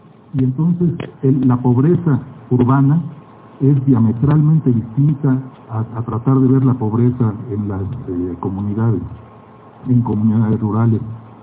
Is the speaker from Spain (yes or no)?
no; Mexico City, Mexico; now in Oaxaca, Mexico; por mi aspecto, se pueden dar cuenta que no soy oaxaqueño, yo soy chilango, antropólogo por la ENA, que por causa de un extraño tsunami en 1980 me fui a Oaxaca y no regresé. Allá, desde ayer, desde entonces estoy allá.